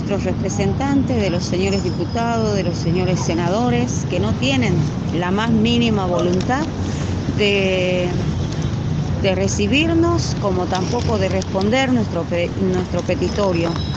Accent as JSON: {"language": "Spanish", "town": "Perico", "region": "Jujuy", "country": "Argentina", "said": "soy de Perico El Pongo, Coyamarca. Bueno, nos encontramos acá en Buenos Aires desde hace 53 días, cumplimos hoy."}